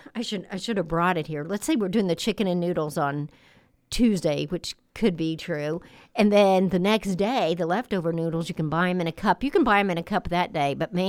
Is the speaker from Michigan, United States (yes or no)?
no; Indiana, United States; Yeah, because I grew up in Howard County, too.